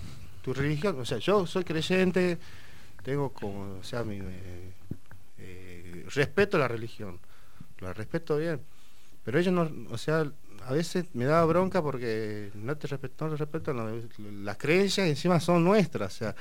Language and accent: Spanish; Guachipas, Salta, Argentina; De Huachipas. Está al límite de Tucumán.